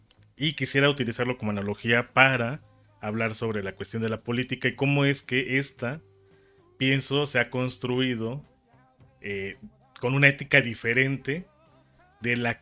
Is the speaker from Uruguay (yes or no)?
no; Mexico; Y en México, aunque nos dicen que todos decimos que somos mexicanos, la verdad es de que hay una gran diversidad